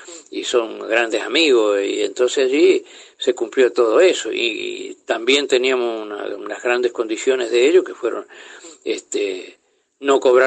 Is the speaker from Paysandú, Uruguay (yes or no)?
yes; Paysandú, Uruguay; now in Paraná, Argentina; yo cuando vengo a Paraná es como si viniera a mi tierra principalmente, volviera a Paysandú, mejor todavía aún, ¿no?